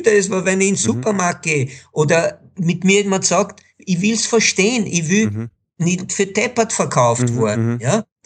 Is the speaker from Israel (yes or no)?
yes; Israel; Ich bin in Israel geboren, bin dreisprachig aufgewachsen, was mir Enormes gebracht hat